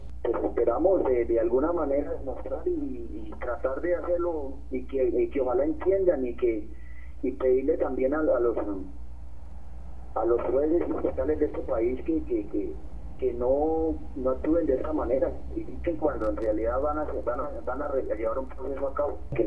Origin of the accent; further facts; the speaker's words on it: Colombia; Entonces no sé a dónde iremos a parar con el sistema de justicia que tenemos en Colombia